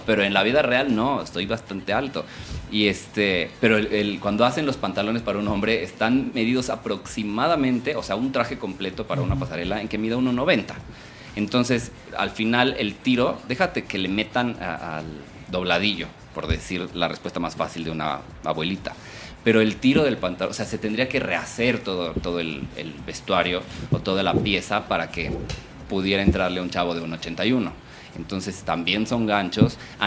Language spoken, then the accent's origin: Spanish; Puebla, Mexico; Ay, soy de Puebla, no soy norteño.